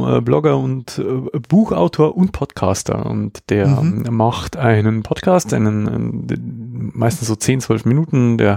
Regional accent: Passau, Bavaria, Germany; Also auch wenn man jetzt hier von Weitem wieder auf meine Heimatstadt zufährt, hier in Passau, sieht man auch schon diese Lichtkuppel

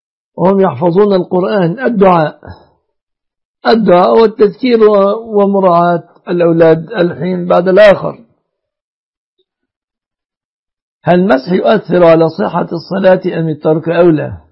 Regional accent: Egypt; يعني المهر المتمثل عندنا في مصر في 3 أشياء

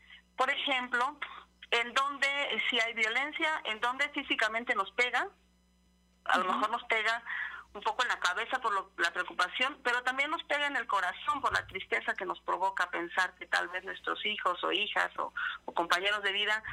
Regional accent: Ixhuatlán del Café, Veracruz, Mexico; Yo estoy ahorita en Izhuatlán del Café Veracruz, aquí entre Huatusco y Córdoba.

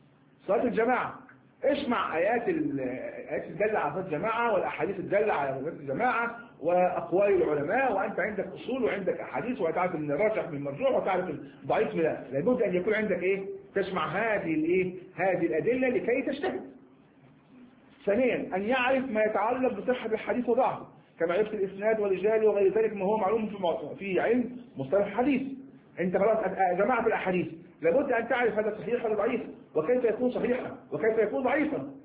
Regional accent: Egypt; يعني كما نقول إحنا مصريين شرب المادة هذه شرب العلم هذا

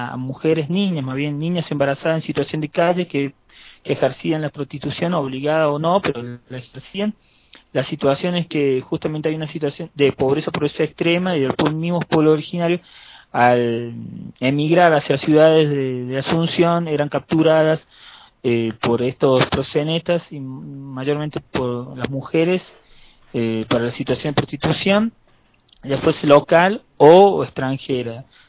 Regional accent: Córdoba, Argentina; Bueno, yo soy de Córdoba, estudié

